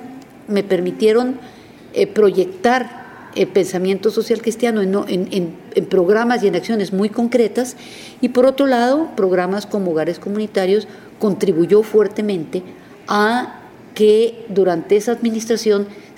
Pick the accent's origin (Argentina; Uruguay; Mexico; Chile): Mexico; moved away as an adult; now in Costa Rica; en el momento que yo salí de México, cuando yo me iba a casar, mi padre fue muy sabio y me dijo: mijita, usted tiene que entender que a partir de hoy su tierra será Costa Rica